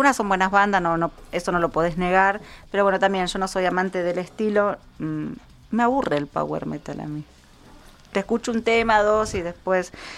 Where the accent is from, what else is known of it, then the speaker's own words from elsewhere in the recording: Isidro Casanova, Buenos Aires Province, Argentina; en la zona oeste, de donde soy yo, en Casanova.